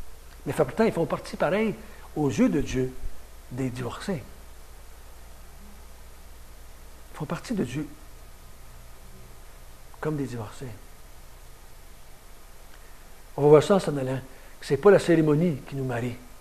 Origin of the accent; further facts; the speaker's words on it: Quebec, Canada; en tant que Québécois, ce n'est pas surprenant que c'est aujourd'hui qu'il y a plus de mariés.